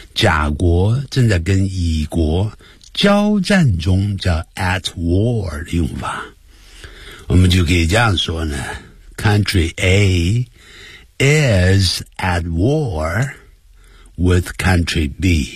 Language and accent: Chinese; China; 咦， you're from China, 你来自中国，因为我们中国人很多人都会念成been